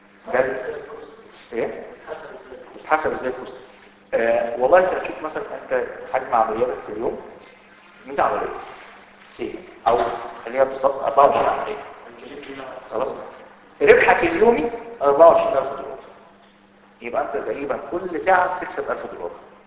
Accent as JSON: {"language": "Arabic", "country": "Egypt", "said": "طبعا احنا عندنا في مصر ما بتشتريش سوفت وير"}